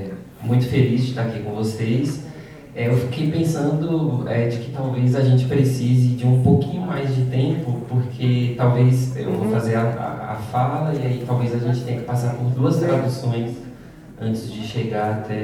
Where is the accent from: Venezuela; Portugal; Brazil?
Brazil; Venho do Brasil, de comunidades chamadas comunidades quilombolas, né, ou comunidades afro-rurais